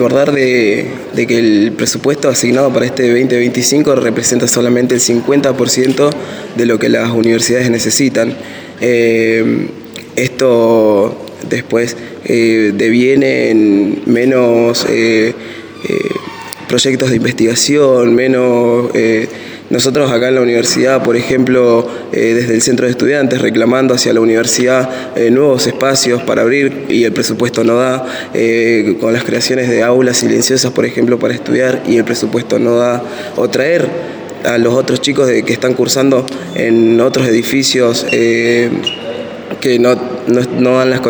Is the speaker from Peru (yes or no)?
no; General Roca, Río Negro, Argentina; Yo vengo de afuera, vengo de Roca